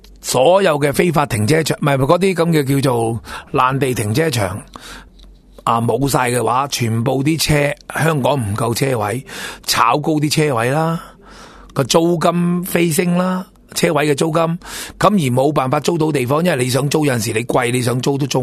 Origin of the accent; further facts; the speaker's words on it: Singapore; 如果冇我哋新加坡人啊食屎啦，食纸皮